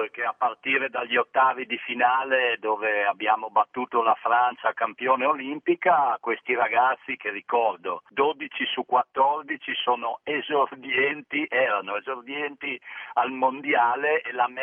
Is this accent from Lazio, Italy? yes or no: no; Udine, Friuli-Venezia Giulia, Italy; io chiaramente sono di Udine, orgoglioso di esserlo